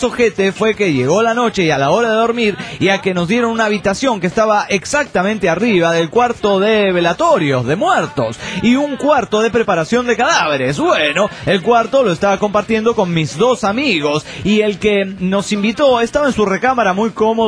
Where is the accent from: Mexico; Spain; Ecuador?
Mexico; Cuernavaca, Morelos; Está más o menos a unas 6 horas de Cuernavaca, de donde soy yo.